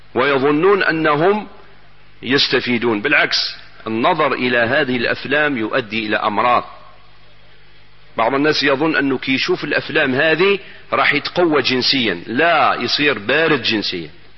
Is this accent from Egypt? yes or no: no; Algeria; أنا إلى الآن في بلادنا الجزائر الحبيبة، نسأل الله أن يحفظها من كل سوء